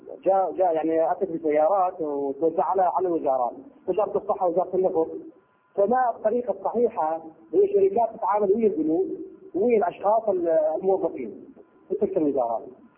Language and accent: Arabic; Iraq; ما حكم جعل عند القبر نصيبة نسميها بالعامية عندنا بالعراق